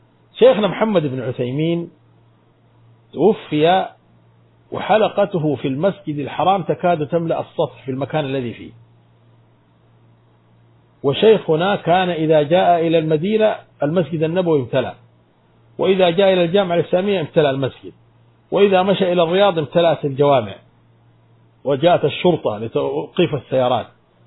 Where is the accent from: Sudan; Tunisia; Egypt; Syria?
Sudan; عندنا في السودان